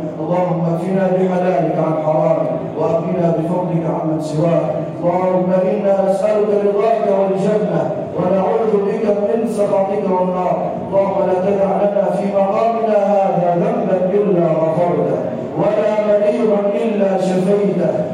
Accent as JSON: {"language": "Arabic", "country": "Egypt", "said": "واجعل بلدنا مصر راحه للامن والامان"}